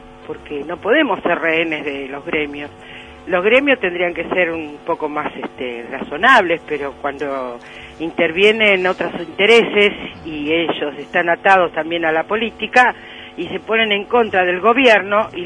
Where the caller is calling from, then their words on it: San Martín, Buenos Aires Province, Argentina; de San Martín.